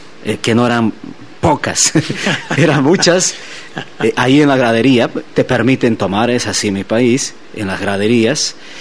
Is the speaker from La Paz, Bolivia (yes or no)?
no; Sucre, Chuquisaca, Bolivia; yo soy de Sucre, de la capital de la República.